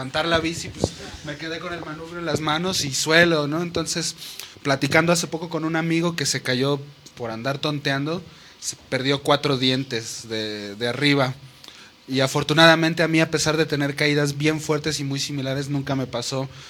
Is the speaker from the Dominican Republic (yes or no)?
no; Toluca, State of Mexico, Mexico; also born or lived in Ecatepec / Chiapas; yo nací aquí en el DF, pero casi recién nacido nos fuimos a vivir a Ecatepec, luego a Toluca. Aprendí a andar en bici en Toluca y como entre tercero, quinto de primaria me fui a Chiapas